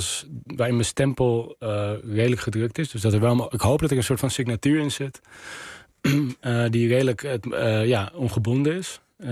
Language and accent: Dutch; Amsterdam, North Holland, Netherlands; Ik ben in Nieuw-Sloten opgegroeid bij Amsterdam-Osdorp. Op de grens